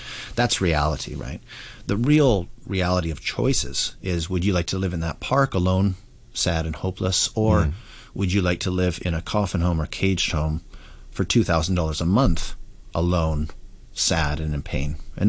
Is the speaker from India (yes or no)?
no; Vancouver, British Columbia, Canada; like I come from Vancouver, Canada. It's a huge homeless problem there, right?